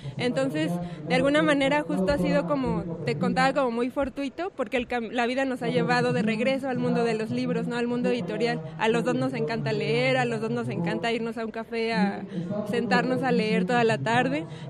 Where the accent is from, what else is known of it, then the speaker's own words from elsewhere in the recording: Puebla, Mexico; porque yo soy de Puebla, siempre la he visitado